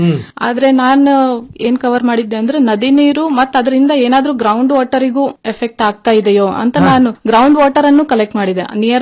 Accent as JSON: {"language": "Kannada", "region": "Karnataka", "country": "India", "tie": "born or raised there", "said": "ಮತ್ತು ನಾನು ಅದೇ ಪ್ರದೇಶದಲ್ಲಿ ಬೆಳೆದ್ ಬಂದವಳು, ಅಲ್ಲಿಂದ ತುಂಬಾನೇ ಪ್ರಾಬ್ಲಮ್ಸ್ಗಳು ಫೇಸ್ ಮಾಡಿದ್ದನ್ನು ನಾನು ನೋಡಿದ್ದೀನಿ."}